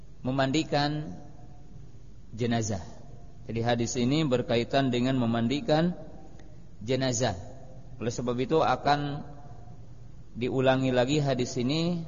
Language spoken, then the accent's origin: Indonesian; West Java, Indonesia; Lakob itu dalam bahasa kita orang Jawa Barat lanihan